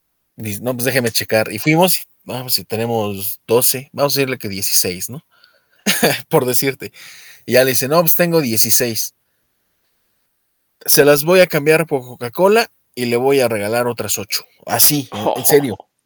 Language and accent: Spanish; Mexico; A veces me pregunto si soy mexicano con estos gustos raros y estos rasgos escandinavos que me cargo.